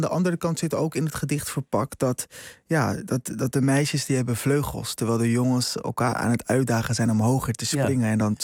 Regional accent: Rotterdam, South Holland, Netherlands; Ja, ik groeide op in Rotterdam.

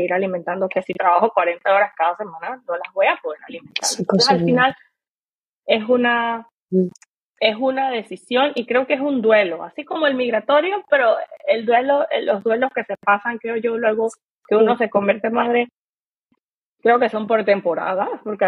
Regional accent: Panama; now in Germany; en mi caso, por ejemplo, que vengo de Panamá

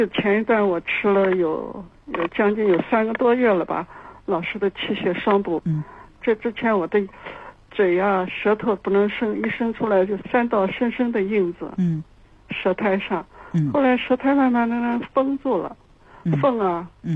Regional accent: Beijing, China; 我是北京的老患者。

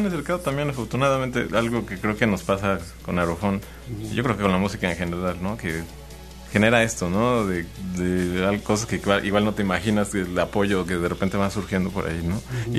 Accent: Naolinco, Veracruz, Mexico; Sí, pues somos de Naulinco.

